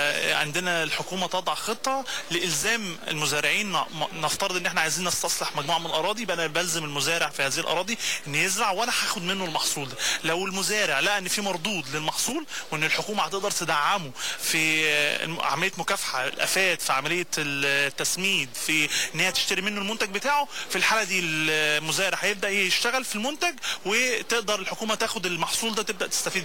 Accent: Egypt; عندنا في مصر دلوقتي ابتدت الناس تشتغل على ابحاث

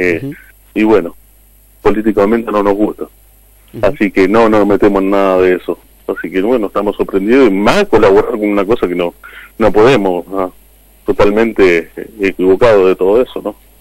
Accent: Argentina; me duele como ser argentino y el estar en esta sociedad

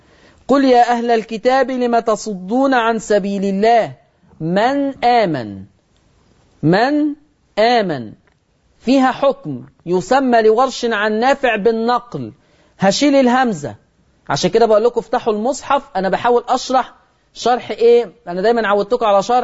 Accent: Egypt; accent: Egyptian; ودي لهجتنا كمصريين على فكرة

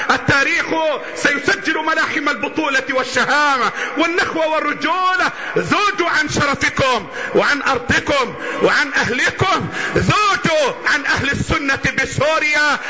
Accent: Egypt; بلدنا مصر

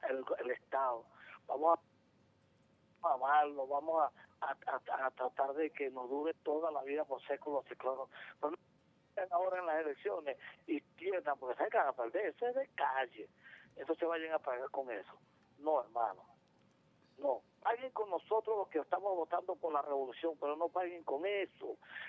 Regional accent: Venezuela; Ustedes también somos venezolanos toditos.

